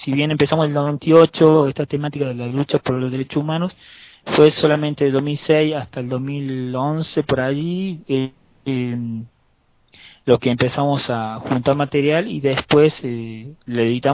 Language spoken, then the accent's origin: Spanish; Córdoba, Argentina; Bueno, yo soy de Córdoba, estudié